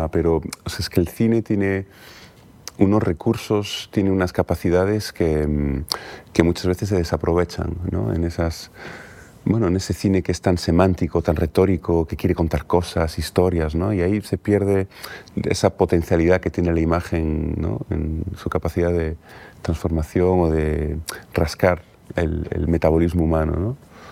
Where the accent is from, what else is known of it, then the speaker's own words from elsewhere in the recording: Galicia, Spain; Precisamente como gallego no es raro que me interese el desierto.